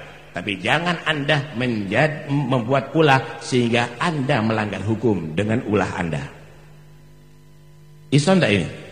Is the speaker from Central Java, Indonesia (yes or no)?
no; Pasuruan, East Java, Indonesia; Kita ini orang Pasuruan